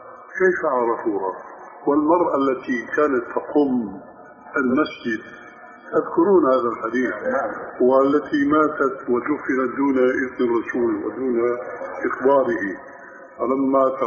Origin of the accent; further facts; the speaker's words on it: Syria; وبيقولوا عندنا في الشام عبارة مأخوذة من حديث صحيح كتلة الشد بيرخي